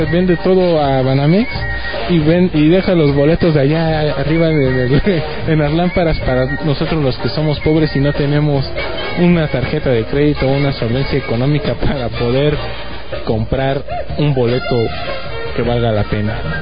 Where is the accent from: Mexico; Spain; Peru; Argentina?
Mexico; Dios mío, para que vean hasta dónde llegamos como mexicanos.